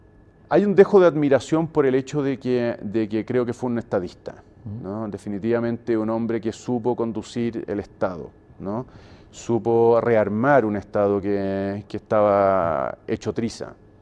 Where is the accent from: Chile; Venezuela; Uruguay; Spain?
Chile; nos privamos como chilenos de una comprensión equilibrada de nuestra historia